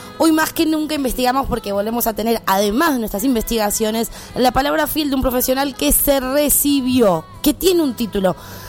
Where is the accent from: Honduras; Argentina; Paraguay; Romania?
Argentina; Santiago del Estero; born there; Yo nací en Santiago del Estero